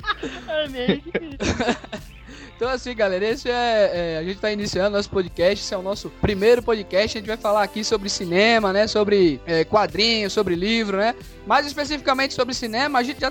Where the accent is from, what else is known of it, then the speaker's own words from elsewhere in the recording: Recife, Pernambuco, Brazil; eu sou aqui de Recife.